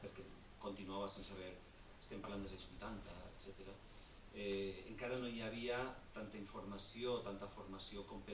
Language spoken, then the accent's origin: Catalan; Ontinyent, Valencian Community, Spain; el Col·legi Martínez Valls d'Ontinyent, d'on soc jo